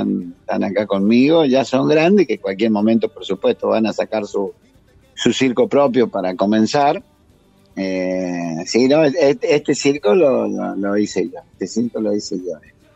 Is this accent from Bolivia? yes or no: no; San Juan, Argentina; born there; En San Juan.